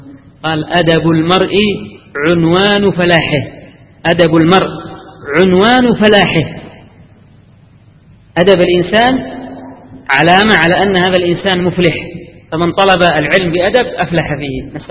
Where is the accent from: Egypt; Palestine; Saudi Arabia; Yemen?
Yemen; أنا أذكر في مجلس أحد المحدثين عندنا في اليمن